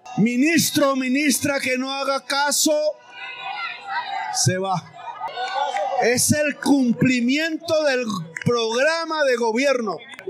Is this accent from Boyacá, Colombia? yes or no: no; Córdoba, Colombia; Invítenme a bailar porros en las veredas de mi pueblo campesino de Córdoba.